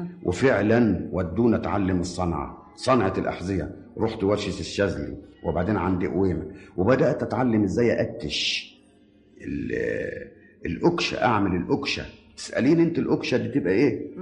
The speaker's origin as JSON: {"language": "Arabic", "town": "Damietta", "region": "Damietta Governorate", "country": "Egypt", "tie": "born there", "said": "انا ولدت في دمياط في 22/12 سنه 1908."}